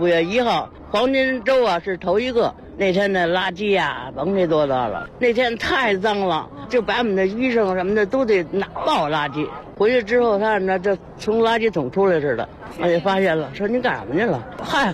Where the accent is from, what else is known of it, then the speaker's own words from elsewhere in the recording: Beijing, China; 我是中国人，我就得爱中国。我是北京人，世界看北京，北京看天安门。我就热爱天安门，我就热爱北京